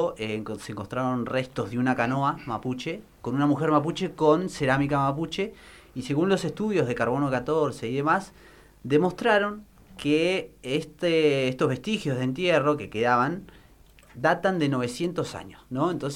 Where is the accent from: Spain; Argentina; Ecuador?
Argentina; nosotros somos ciudadanos argentinos, nosotros somos mapuches, pero también somos ciudadanos argentinos